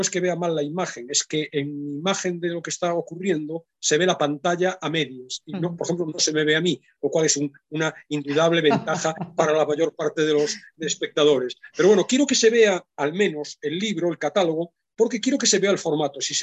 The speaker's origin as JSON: {"language": "Spanish", "town": "Vigo", "region": "Galicia", "country": "Spain", "said": "sí saben que soy gallego, lo hemos hablado alguna vez, lo he dicho, no sé si saben que soy de Vigo en particular"}